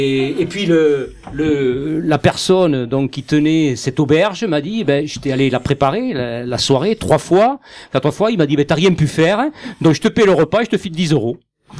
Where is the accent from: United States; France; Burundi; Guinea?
France; Southern France; accent: southern French; lorsque j'ouvre la bouche et que j'ai l'accent du sud